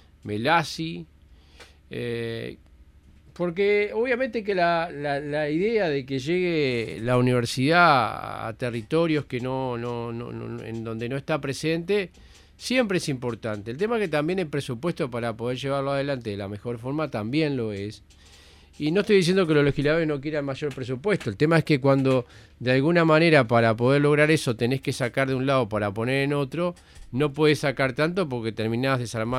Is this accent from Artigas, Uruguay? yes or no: no; Colonia, Uruguay; also born or lived in Dolores; Pertenezco a esa zona. Es más, pertenezco a los dos departamentos. Soy de Colonia y soy de Soriano. Porque soy de Ombú de la Valle, pero como soy siete vecinos, tuve que nacer en Dolores, en Soriano, porque necesitaba incubadora